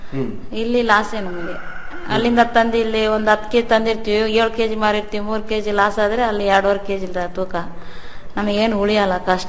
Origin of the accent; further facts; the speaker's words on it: Santhekadur, Karnataka, India; ಮೂಲ ಸಂತೆ ಕೊಡೋರೆ ತಾಯಿ ಮನೆ ಊರು.